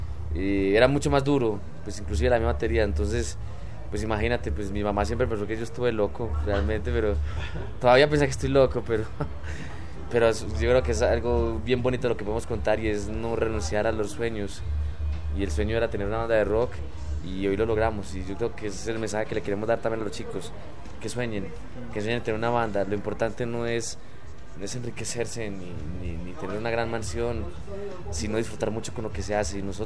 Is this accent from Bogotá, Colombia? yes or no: no; Támesis, Antioquia, Colombia; yo soy de un origen un poco rural. Yo pues no nací en Medellín, nací en una provincia, en un municipio pues que queda a 111 kilómetros de la capital. Sí. Y pues imagínate, se llama Támesis.